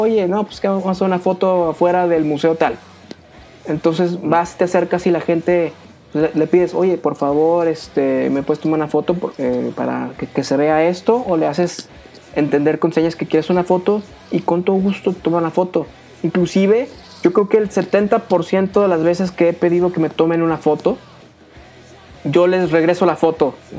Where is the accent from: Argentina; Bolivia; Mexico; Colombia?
Mexico; como buen mexicano, pues guardo mi reflex, saco mi celular